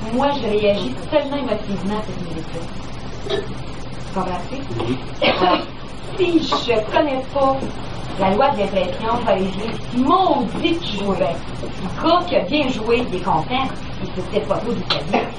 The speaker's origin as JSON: {"language": "French", "town": "Shawinigan", "region": "Quebec", "country": "Canada", "said": "Pas donc que moi, je dis que je viens de Shawinigan."}